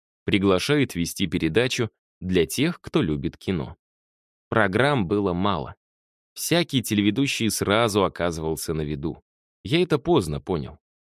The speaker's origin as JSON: {"language": "Russian", "region": "Saint Petersburg", "country": "Russia", "said": "Я ленинградец, это нереально."}